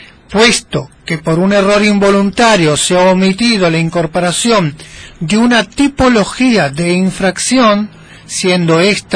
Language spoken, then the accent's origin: Spanish; Argentina; Pero nosotros somos argentinos, estamos acostumbrados